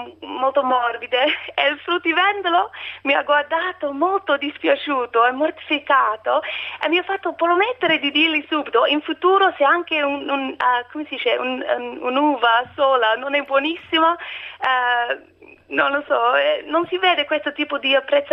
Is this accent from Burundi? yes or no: no; Australia; Italian is a second language; now in Italy; Io sono australiana e non parlo ancora molto bene, spero che mi capiate.